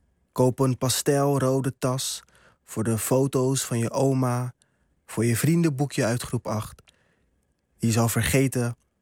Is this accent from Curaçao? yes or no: yes; Curaçao; Ik kwam net uit Curaçao en mijn ouders zijn allebei migranten.